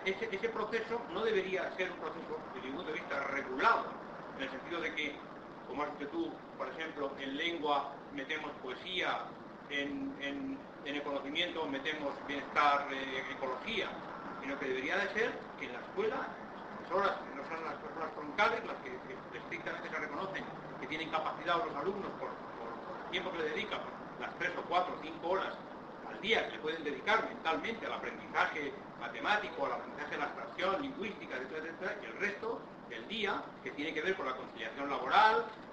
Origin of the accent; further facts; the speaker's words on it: Basque Country, Spain; que vengo del País Vasco y por la euskera ha pasado mucho esto